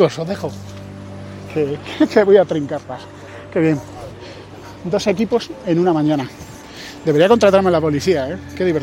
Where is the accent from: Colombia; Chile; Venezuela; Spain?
Spain; Andalusia; Es que yo, como soy andaluz, vivo en un mundo, en una sociedad donde los rateros abundaban.